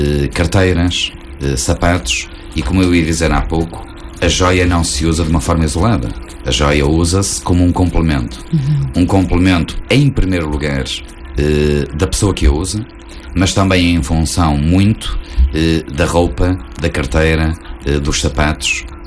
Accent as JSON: {"language": "Portuguese", "country": "Portugal", "said": "Eu vivo em Gaia e, como eu costumo dizer, vivo em Gaia, sou português, europeu e do mundo."}